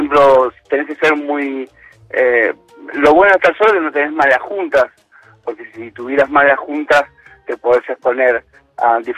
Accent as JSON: {"language": "Spanish", "town": "Pilar", "region": "Buenos Aires Province", "country": "Argentina", "said": "Yo soy de Pilar."}